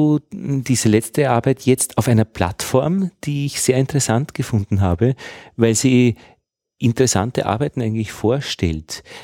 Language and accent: German; Upper Austria, Austria; ich bin aus Oberösterreich, wo es auch jetzt noch Honig gibt